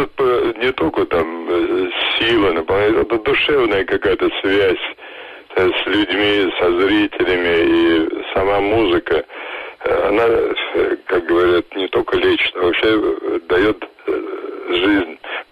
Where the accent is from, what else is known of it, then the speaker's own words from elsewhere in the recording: Moscow, Russia; Я родился и вырос в Москве, рядом с Большим театром.